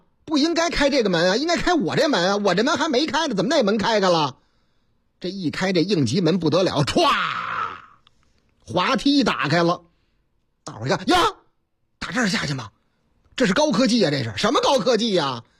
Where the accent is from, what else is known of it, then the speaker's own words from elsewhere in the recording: Zhengzhou, Henan, China; 你听这个口音还听不出来吗？我老家河南郑州，啊，不是我那个唯一的老家，哎，我老家多